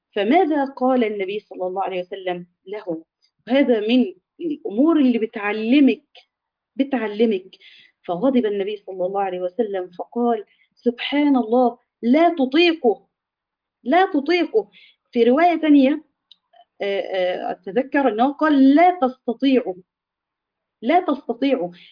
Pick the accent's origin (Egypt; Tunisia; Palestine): Egypt; إحنا كده في يمكن كمصريين